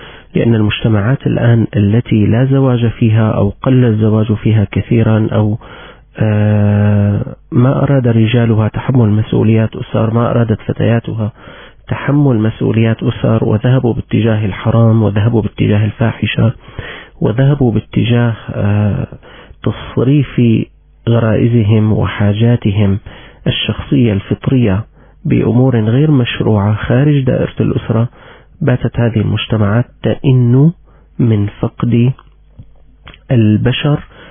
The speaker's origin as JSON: {"language": "Arabic", "country": "Syria", "said": "كنت قد عرضت عليكم نتائج مسح صحي جرى عندنا في سوريا"}